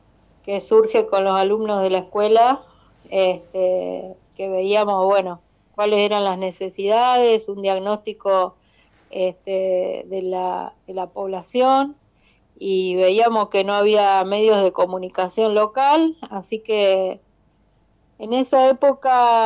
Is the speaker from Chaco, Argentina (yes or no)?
no; Verónica, Buenos Aires Province, Argentina; Oriunda de Verónica, o sea, yo nací en Verónica, me crié en Verónica, en la zona rural, casi cerca de Punta Indio, por allá por detrás de la base, como le decimos siempre.